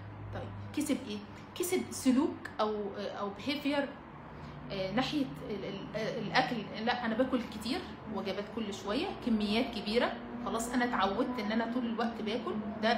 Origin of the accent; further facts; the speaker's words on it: Alexandria, Alexandria Governorate, Egypt; اشتغلت في يعني في جيم هنا والله براند عندنا في اسكندرية